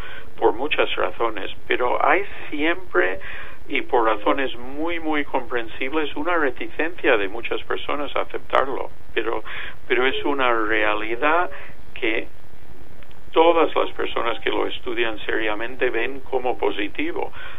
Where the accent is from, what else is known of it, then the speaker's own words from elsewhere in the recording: United States; now in Spain; en mi país, en Estados Unidos, hay una presencia de inmigración mayor que aquí en España